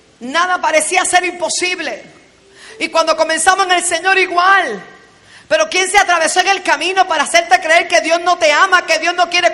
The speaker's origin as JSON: {"language": "Spanish", "town": "Bayamón", "country": "Puerto Rico", "tie": "born or raised there", "also_born_or_lived": "Bronx, United States", "said": "Una niña que nació en el Bronx, New York, you know. Me crié en Bayamón Garden, en la calle 13."}